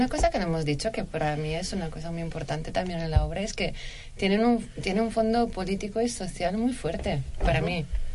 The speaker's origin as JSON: {"language": "Spanish", "town": "Barcelona", "region": "Catalonia", "country": "Spain", "lives_now": "Madrid, Spain", "said": "porque los dos venimos de Barcelona, si se puede decir."}